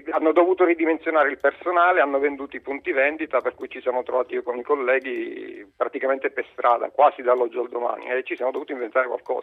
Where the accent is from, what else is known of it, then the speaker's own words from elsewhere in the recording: Gela, Sicily, Italy; now in Northern Italy; Io sono originario di Gela, che Sicilia.